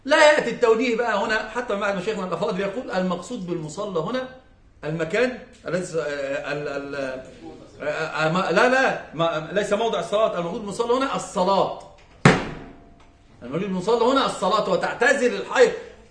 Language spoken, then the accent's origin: Arabic; Egypt; إحنا عندنا في مصر في مسألة مهمة جدا عزيزة